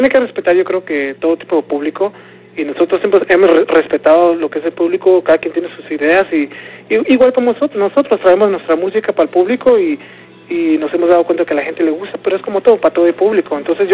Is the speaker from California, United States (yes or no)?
yes; San Diego, California, United States; nosotros como somos de San Diego, pues allá ya la gente ya nos conoce